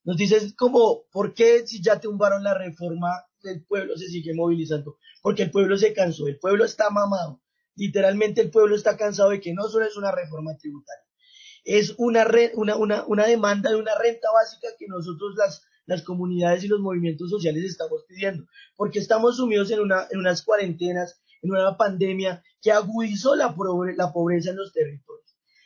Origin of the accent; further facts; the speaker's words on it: Colombia; Entonces nosotros como colombianos nos van a sumergir otra vez a una guerra